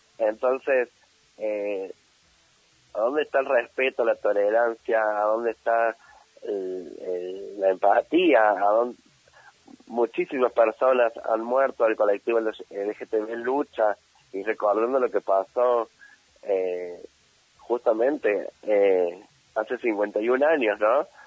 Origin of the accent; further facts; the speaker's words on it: Argentina; porque todos somos argentines, o sea, todos somos argentinos